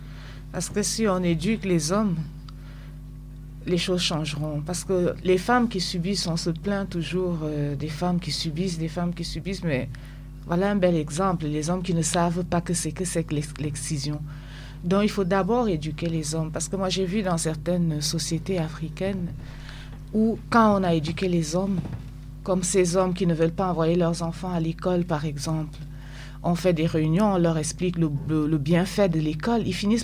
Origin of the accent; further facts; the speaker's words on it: Cameroon; Moi, j'ai vu chez moi au Cameroun une fois les couples qui font beaucoup d'enfants